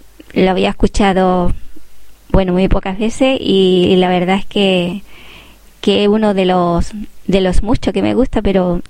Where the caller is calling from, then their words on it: Andalusia, Spain; aquí, desde Andalucía, para ti, para toda Asturias